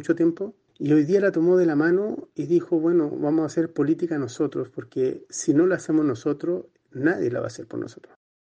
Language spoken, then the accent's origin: Spanish; Chile; Antemano doy un saludo fraterno a todo mi pueblo querido de Chile.